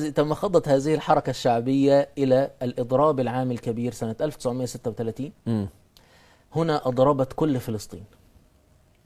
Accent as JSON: {"language": "Arabic", "country": "Egypt", "said": "احنا عندنا في مصر مثلا بدأ حتى الإخوان في ذلك الوقت يبدأوا يثيروا القضية الفلسطينية"}